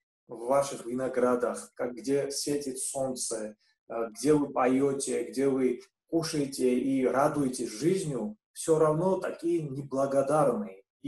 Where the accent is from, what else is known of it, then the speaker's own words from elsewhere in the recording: Georgia; Russian is a second language; хочу посвятить свой доклад тому, почему грузины и русские друг друга мы не понимаем.